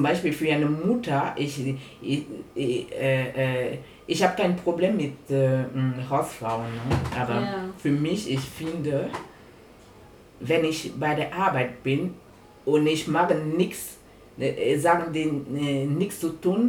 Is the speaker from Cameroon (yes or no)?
yes; Cameroon; German is a second language; now in Germany; Also ich bin in Kamerun aufgewachsen.